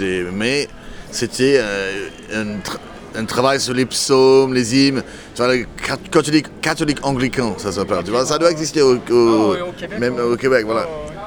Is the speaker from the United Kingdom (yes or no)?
yes; England, United Kingdom; French is a second language; parce que … était connu dans mon enfance en Angleterre.